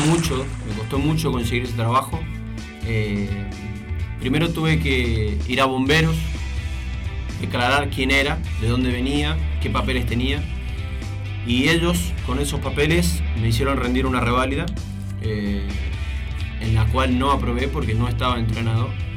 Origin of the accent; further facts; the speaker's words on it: Argentina; moved away; porque yo me esperaba que me dijeran que no, por ser argentino, por no tener el curso de ellos